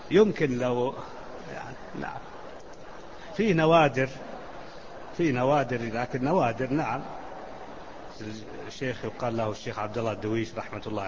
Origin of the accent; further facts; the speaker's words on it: Najd, Saudi Arabia; فيقولون هذا طويق، جبل عندنا في نجد